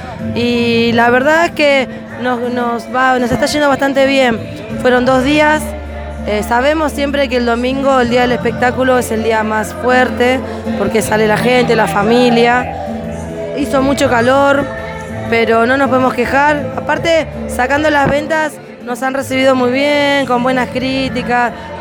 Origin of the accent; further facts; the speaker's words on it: San Fernando, Spain; yo soy de San Fernando. Española, sí